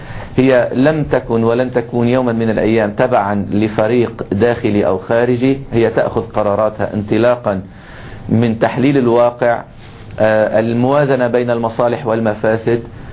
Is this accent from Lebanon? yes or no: yes; Lebanon; لكننا حريصون كلبنانيين